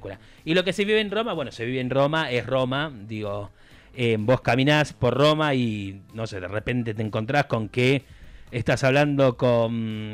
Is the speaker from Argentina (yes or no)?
yes; Argentina; Cuando te escuchan hablar italiano, que se dan cuenta que no sos italiano, obviamente, te preguntan de dónde sos. ¿Cuándo le decís que sos argentino?